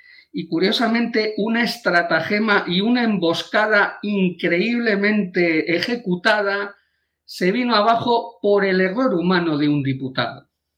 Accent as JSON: {"language": "Spanish", "town": "Valladolid", "region": "Castile and León", "country": "Spain", "lives_now": "Vigo, Spain", "said": "¿se imaginan ustedes que en mi tierra ahora mismo se está votando a estas horas? Aunque yo vivo en Vigo, yo soy de Valladolid."}